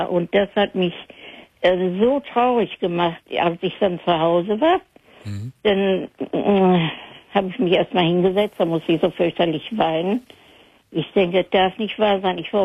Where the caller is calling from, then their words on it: North Rhine-Westphalia, Germany; Ja, ich komme hier aus Hörde.